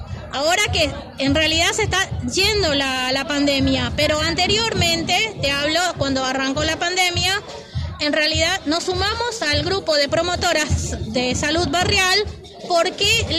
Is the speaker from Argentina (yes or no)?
yes; Buenos Aires, Argentina; Yo soy de la Villa 2124